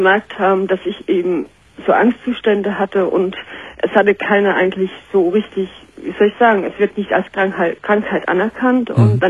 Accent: Heidelberg, Baden-Württemberg, Germany; now in Kiel, Germany; Ich komme aus Heidelberg ursprünglich, habe meinen jetzigen Mann in der Kur kennengelernt und bin dann hier hoch nach Kiel gezogen.

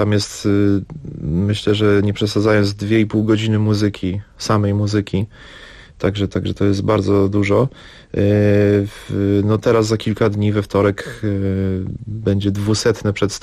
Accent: Zakopane, Lesser Poland, Poland; ponieważ jestem z Zakopanego, że mam jakieś

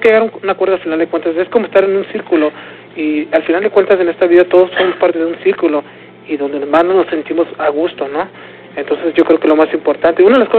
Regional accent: San Diego, California, United States; nosotros como somos de San Diego, pues allá ya la gente ya nos conoce

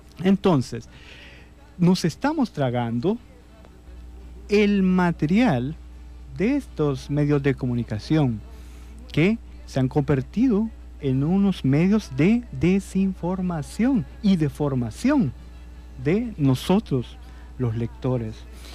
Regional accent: El Salvador; Nosotros como salvadoreños vemos cómo se están construyendo grandes centros comerciales

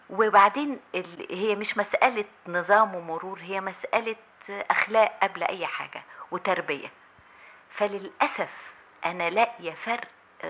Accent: Egypt; المسؤولية كواحدة كمصرية عايشة في البلد

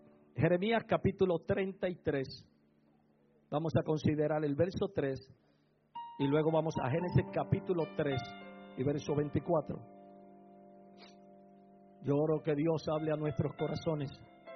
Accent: Puerto Rico; Como puertorriqueño, al fin, me gusta el bullicio.

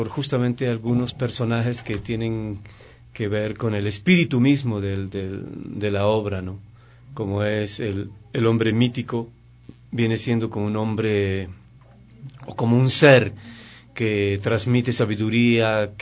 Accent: Ecuador; la mayoría de todos los actores y bailarines son ecuatorianos, estamos haciendo nuestras leyendas

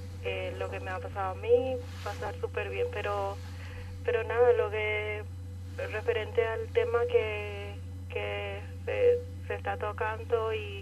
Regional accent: Paraguay; obviamente yo como paraguaya, primeramente voy a decir que Paraguay es un país maravilloso.

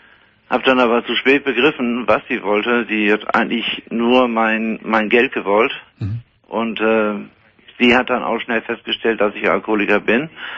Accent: Ostrhauderfehn, Lower Saxony, Germany; born or raised there

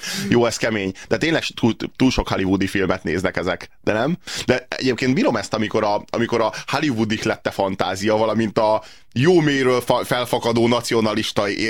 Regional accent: Hungary; Tehát állítólag mi magyarok vagyunk a szélsőségesek.

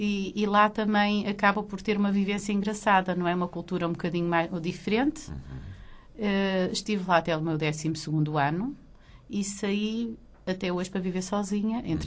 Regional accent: Maputo, Maputo City, Mozambique; born there; Ora, eu nasci em Lourenço Marques, Moçambique. Vivi lá momentos maravilhosos e exóticos.

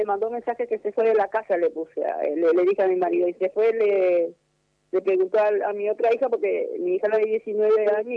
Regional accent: Paraguay; Sí, soy de Paraguay.

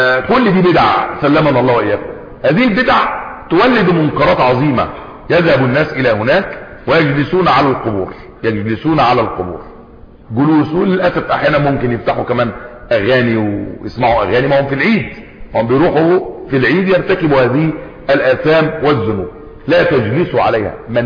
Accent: Egypt; زي كان عندنا في مصر قديما

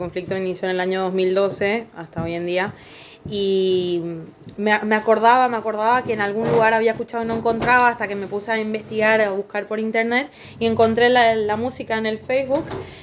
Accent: Paraguay; soy paraguaya, soy estudiante de la carrera de Ingeniería en Ecología Humana, estoy de intercambio en la Universidad Nacional de Río Negro

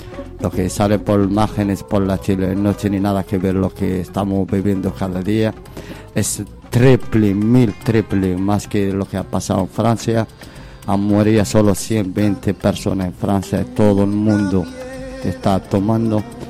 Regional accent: Laayoune, Western Sahara; now in Basque Country, Spain; Soy del Sahara Occidental, soy de Laayoune. Llevo aquí mucho tiempo en País Vasco, llevo casi 5 años seguidos, aparte estoy en España. 6 años casi total, ya llevo casi 11 años, 10 años por ahí.

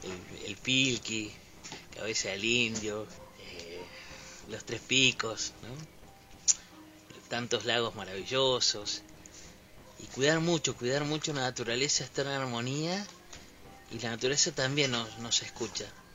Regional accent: Patagonia, Argentina; Yo soy originario de Patagonia también.

